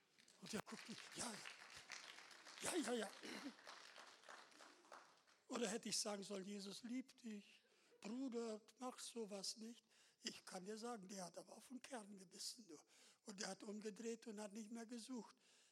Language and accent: German; Russia; wir kommen aus Russland und wir kennen auch die Frömmigkeit